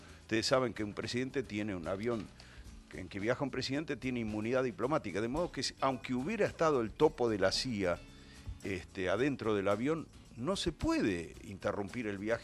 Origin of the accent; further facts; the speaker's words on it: Argentina; como argentinos en la neblina.